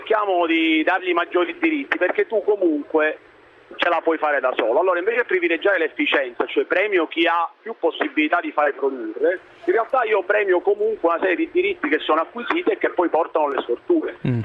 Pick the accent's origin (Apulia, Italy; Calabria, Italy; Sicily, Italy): Sicily, Italy; da siciliano di esempi ne avrei moltissimi, purtroppo.